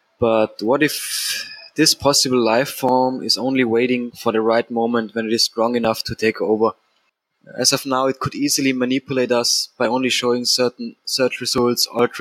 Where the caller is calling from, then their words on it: Austria; I'm a listener from Austria, Europe.